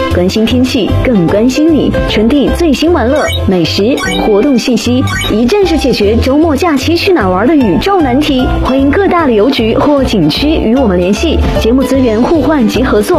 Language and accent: Chinese; North China, China; 但是作为北方人，还是以吃饺子为主。